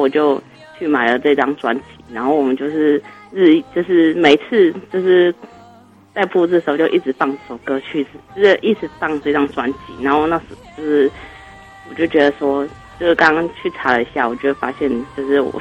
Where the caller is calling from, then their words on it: Chiayi, Taiwan; 我是嘉义的